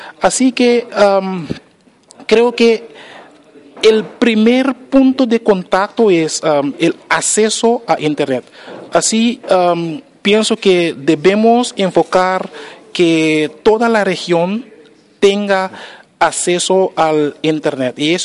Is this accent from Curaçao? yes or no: yes; Curaçao; Soy de Curazao. Curazao es una isla en el Caribe, como 40 millas al norte de Venezuela. Y cuando el tiempo está bien claro, podemos ver las montañas de Coro en Venezuela. Entonces, somos vecinos.